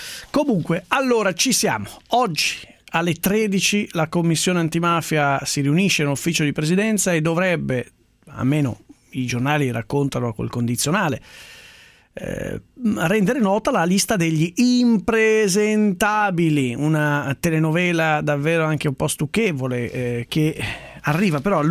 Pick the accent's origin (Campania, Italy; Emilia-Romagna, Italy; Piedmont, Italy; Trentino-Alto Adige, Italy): Campania, Italy; Casal di Principe; born there; sono nato a Casal di Principe